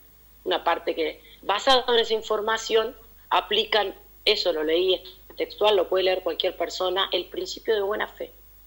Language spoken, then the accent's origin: Spanish; Pergamino, Buenos Aires Province, Argentina; Soy de Pergamino, mirá, nací de criada en Pergamino